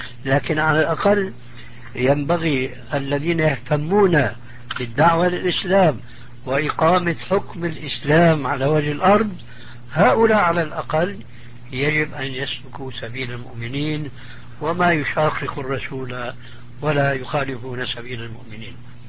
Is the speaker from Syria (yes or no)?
yes; Syria; يا أستاذ، يقولوا عندنا في سوريا عزيز بدون قيام.